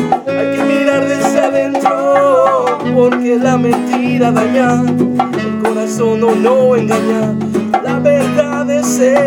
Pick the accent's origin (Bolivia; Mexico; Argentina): Mexico; Nicolás Romero, State of Mexico; Originario del Estado de México, de una colonia que se llama Villa Nicolás Romero. y radicamos aquí ya en Santana, ya casi.